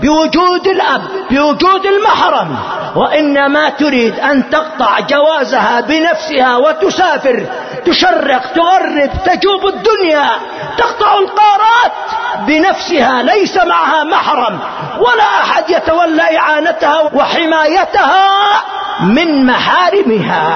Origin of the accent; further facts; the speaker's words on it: Yemen; ما حصل عندنا في اليمن قبل مدة قريبة